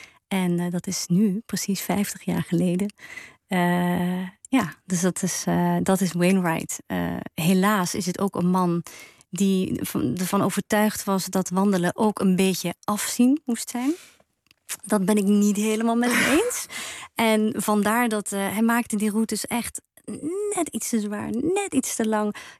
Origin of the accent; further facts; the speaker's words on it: Ghent, Flanders, Belgium; Ik ben opgegroeid in België en dat is altijd wel mij ingeprent van wees vooral bescheiden. Of zoals we in Gent zeggen, geen een dikke nek krijgen.